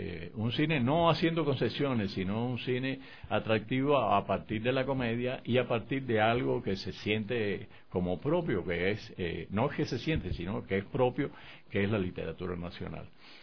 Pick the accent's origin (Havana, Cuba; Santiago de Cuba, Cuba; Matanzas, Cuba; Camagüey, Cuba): Matanzas, Cuba; Pero mi pueblo, un pequeño pueblo de la provincia de Matanzas en Cuba, llegó un sacerdote canadiense